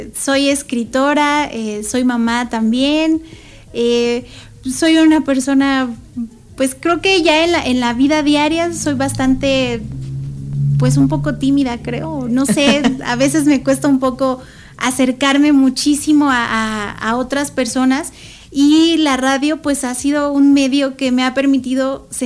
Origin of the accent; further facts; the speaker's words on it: Taxco, Guerrero, Mexico; en Taxco, yo soy de Taxco, Guerrero